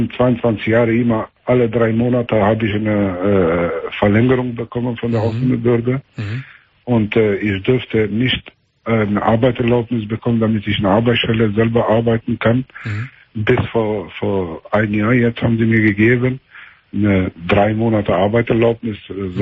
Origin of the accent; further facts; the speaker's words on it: Meschede, North Rhine-Westphalia, Germany; hier, wo ich herkomme, in Meschede ist das, ein Teil von Meschede ist eine Ecke hier